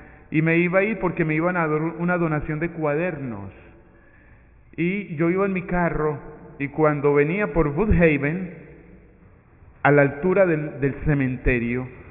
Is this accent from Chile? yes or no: no; Medellín, Antioquia, Colombia; now in United States; Yo soy colombiano, soy de Medellín y hace ya algún tiempo trabajé en Brooklyn. Ahora estoy trabajando en Long Island, en Valley Stream, cerca del aeropuerto Kennedy.